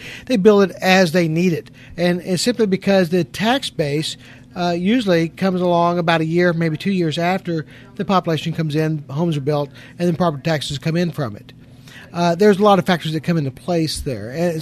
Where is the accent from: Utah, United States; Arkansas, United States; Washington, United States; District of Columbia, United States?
Arkansas, United States; I grew up in the Delta of Arkansas, and I've lived the last 20 years up here, and I've got to tell you that I've enjoyed all of Arkansas.